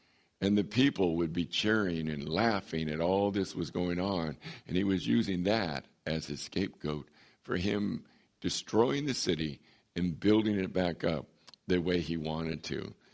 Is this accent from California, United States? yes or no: yes; San Diego, California, United States; moved away as an adult; I grew up in San Diego. I always thought I would stay in San Diego all my life, be near the ocean. I always thought that. And God, 42 years ago, moved me to the desert.